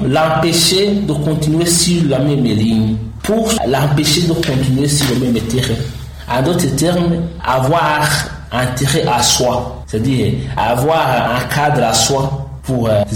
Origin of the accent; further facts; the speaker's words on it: Burundi; c'est d'abord, nous sommes des Burundais.